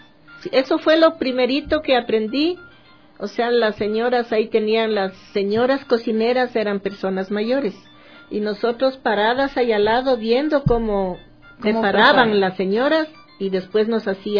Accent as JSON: {"language": "Spanish", "town": "Quito", "region": "Pichincha", "country": "Ecuador", "tie": "born or raised there", "said": "Nos criamos aquí en Quito, pero temporalmente sí bajábamos a visitar a nuestros padres, porque ellos bajaban año a año a pasar las vacaciones allá."}